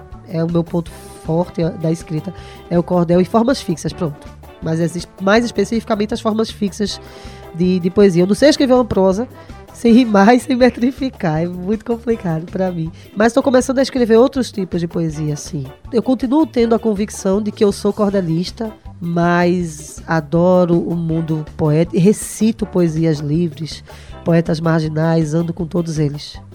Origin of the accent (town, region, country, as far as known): Recife, Pernambuco, Brazil